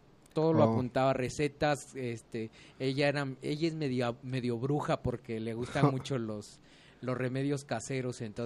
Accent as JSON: {"language": "Spanish", "region": "Oaxaca", "country": "Mexico", "said": "Yo soy oaxaqueño, nací en 1979"}